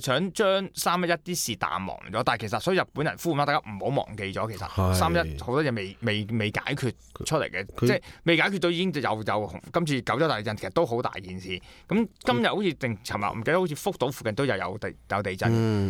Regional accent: Hong Kong; 即係作為香港人，即係中國人啦，

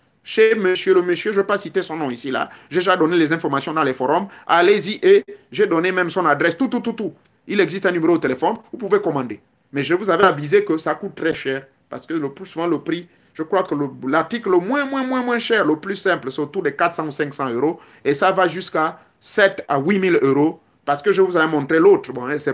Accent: Gabon; chez moi au Gabon

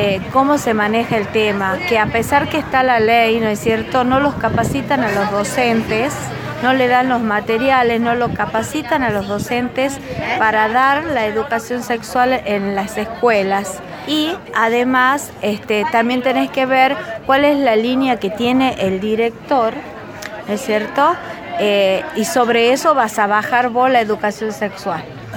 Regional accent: Tucumán, Argentina; de Tucumán.

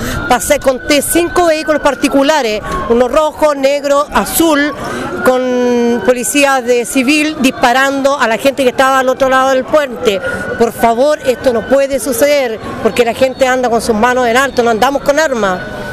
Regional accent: San Antonio, Valparaíso, Chile; San Antonio es un pueblo de lucha, somos un pueblo valiente, estoy orgullosa de mi pueblo San Antonio

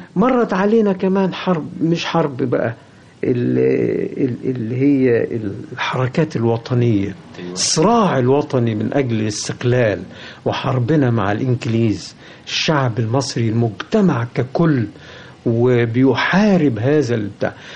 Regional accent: Egypt; أنا مصري، الله، مش معقول أن أنا يعني ما أحبش بلدي

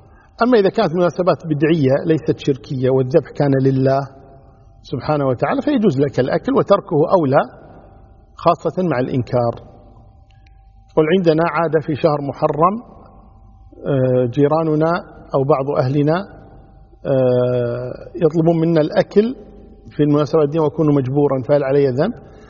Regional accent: Kuwait; يعني عندنا في الكويت

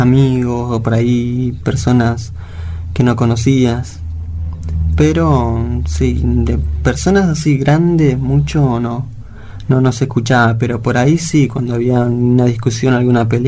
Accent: Bolivia; now in Argentina; Yo soy boliviano y la verdad estoy orgulloso y también de acá en Argentina de poder ahora adaptarme, lo que sí me costó mucho.

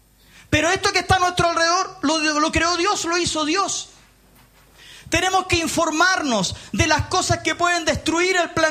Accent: Punta Arenas, Magallanes, Chile; Yo soy de Punta Arenas.

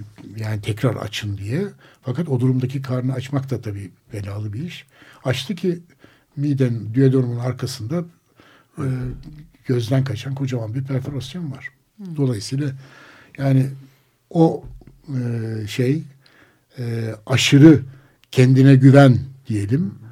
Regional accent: Kars, Turkey; hepimiz Anadolu'dan gelen kuşaklar, ben Kars'tan

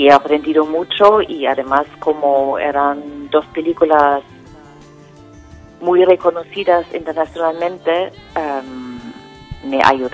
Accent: Germany; Spanish is a second language; moved away as an adult; now in Spain; yo vivo en España desde hace casi 33 años, y una razón por la que me fui de Alemania para vivir en España fue la movida madrileña, los años 80

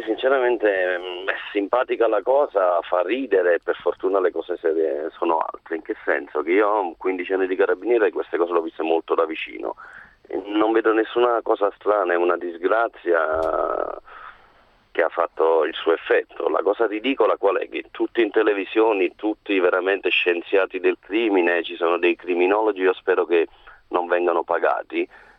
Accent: Naples, Campania, Italy; Vengo da Napoli, quindi diciamo non vengo da un paese, non sono distratto, va bene?

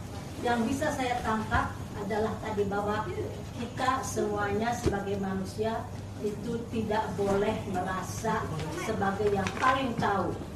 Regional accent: West Java, Indonesia; Saya dari Jawa Barat.

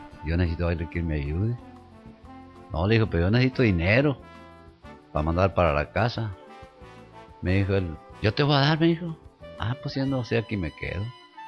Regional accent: Tuxpan, Nayarit, Mexico; born there; Yo nací en Tuxpan, Nayarit.

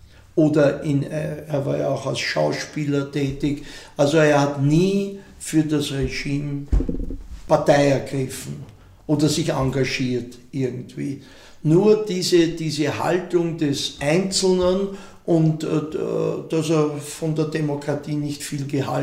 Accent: Vienna, Austria; für mich war es halt als Wiener und Österreicher, weil es eben auch uns betroffen hat, unser Land, unseren Staat

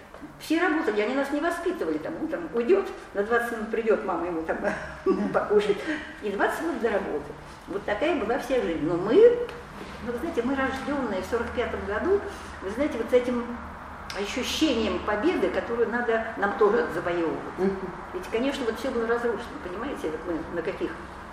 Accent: Murmansk, Murmansk Oblast, Russia; born there; Знаете, родилась я в Мурманске, в горящем Мурманске, можно сказать, 1945 год, январь, 16 января.

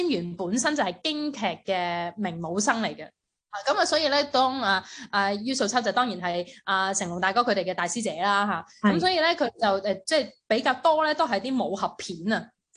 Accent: Hong Kong; 而家我哋香港人比较熟悉啲就系阿恒儿啦、阿定欣佢哋

